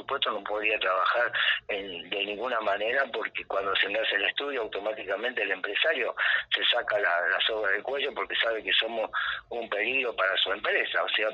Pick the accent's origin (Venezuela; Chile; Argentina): Argentina; Córdoba; yo tengo el mismo derecho porque soy argentino, porque soy cordobés y puedo pisar mis tierras